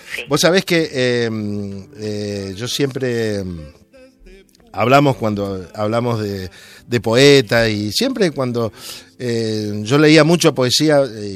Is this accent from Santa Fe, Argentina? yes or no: yes; Santa Fe, Argentina; Claro, yo soy de Santa Fe y parece como fuera la cerveza, yo soy de Santa Fe.